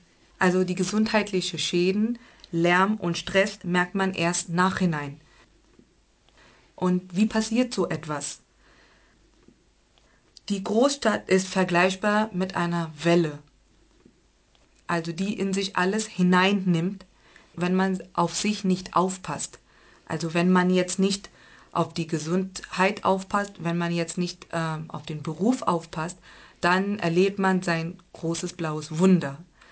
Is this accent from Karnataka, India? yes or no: yes; Bangalore, Karnataka, India; German is a second language; ich komme aus Indien, aus dem südlichen Staat, ja.